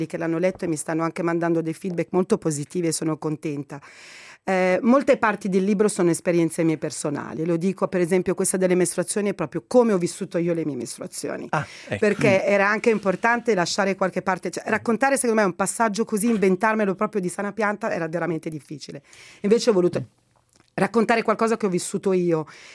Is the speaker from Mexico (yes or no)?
no; Egypt; now in Italy; Io posso parlare molto bene del mio paese perché lo conosco bene, e anche i dati, insomma, degli egiziani in Italia